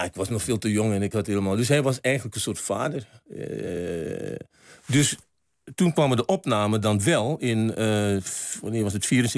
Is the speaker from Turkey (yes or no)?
no; Moengo, Marowijne, Suriname; Ik kom uit Mungo.